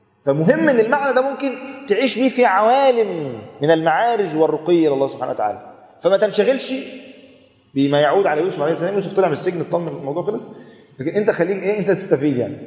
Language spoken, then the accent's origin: Arabic; Egypt; وانت عارف الروتين اصلا عندنا في مصر،